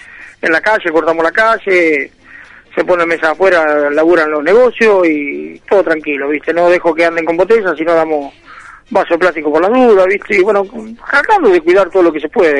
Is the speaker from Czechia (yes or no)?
no; Roque Pérez, Buenos Aires Province, Argentina; en el caso de mi pueblo, Roque Pérez